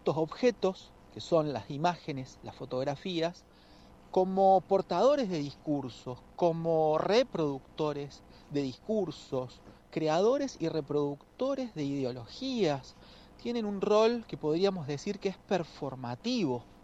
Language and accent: Spanish; Trelew, Chubut, Argentina; soy fotógrafo de Trelew, Chubut